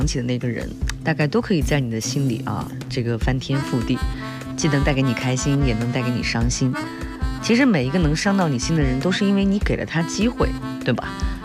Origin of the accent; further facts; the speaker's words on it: China; 但是无论如何，就是我们中国人总是说事已至此啊